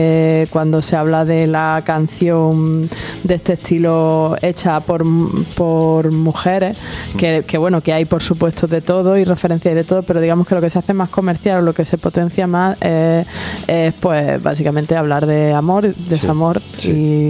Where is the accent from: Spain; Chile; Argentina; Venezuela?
Spain; San Pedro de Alcántara, Andalusia; allí en el pueblo donde me crié, en San Pedro de Alcántara